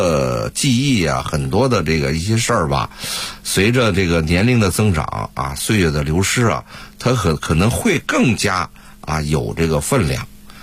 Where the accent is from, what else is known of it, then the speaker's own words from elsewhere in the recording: Beijing, China; accent: Beijing dialect; 就我们北京话说就是那种劲头。